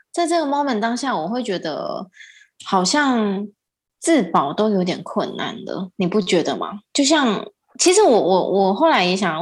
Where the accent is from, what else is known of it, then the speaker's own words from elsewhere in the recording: Taiwan; 我是就讲台湾啦，我不知道英国是怎么样，可是我觉得就我们台湾人也还蛮可爱的